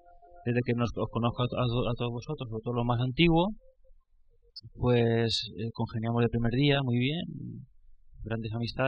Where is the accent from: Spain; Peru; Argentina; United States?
Spain; Alicante, Valencian Community; Ella es de Granada, yo soy de Alicante.